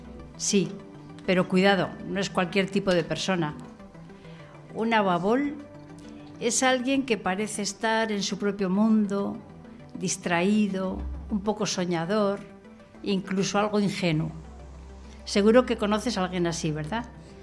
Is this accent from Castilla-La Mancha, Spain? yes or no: no; San Millán, La Rioja, Spain; de San Millán